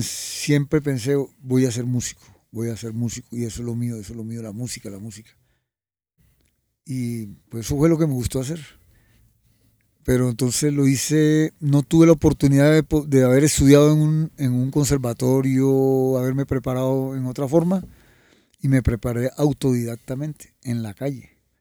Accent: Ciénaga, Magdalena, Colombia; born there; nací en Ciénaga Magdalena, de familia de entre barranquilleros y paisas y santandereanos, una mezcla.

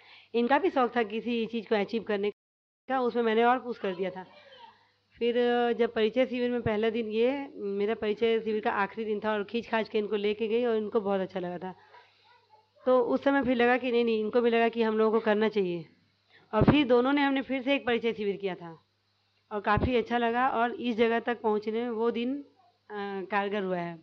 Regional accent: Odisha, India; now in Raipur, India; और जब हम लोग उड़ीसा से रायपुर आए थे

